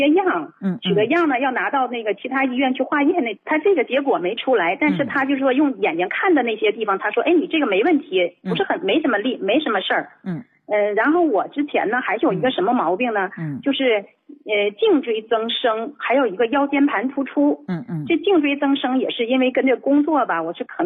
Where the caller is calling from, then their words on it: Beijing, China; 我是北京的听众，我今年48岁了。